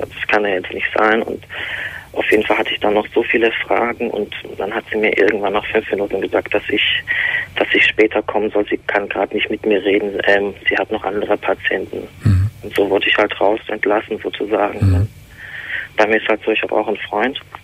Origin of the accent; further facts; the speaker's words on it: Turkey; Ja gut, ich bin Türke.